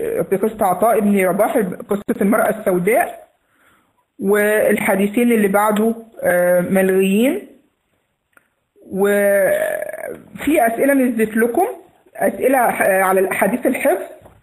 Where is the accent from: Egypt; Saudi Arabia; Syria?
Egypt; accent: Egyptian; مش عارفة أنا لهجتي مفهومة ولا لأ لغير المصريين.